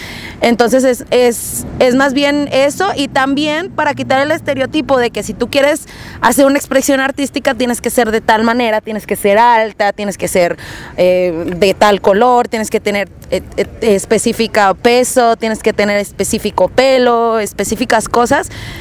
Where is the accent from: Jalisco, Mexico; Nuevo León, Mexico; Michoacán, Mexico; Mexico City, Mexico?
Nuevo León, Mexico; Monterrey; el proyecto inicia yo creo que desde Monterrey, que es de donde yo soy, ¿no? En el barrio, con los compas